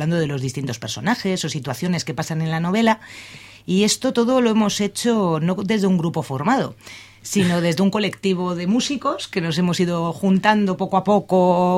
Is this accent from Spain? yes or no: yes; Basque Country, Spain; somos una gente de Ezkerraldea y de Bilbo